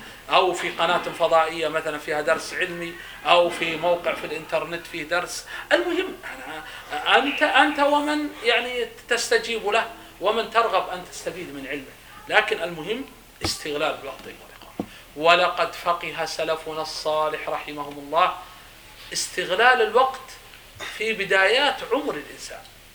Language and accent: Arabic; Saudi Arabia; فمثلا نحن مثلا نتكلم عندنا في السعودية، قد أنتم هنا مثلا قد عندكم متون أنا لا أعرف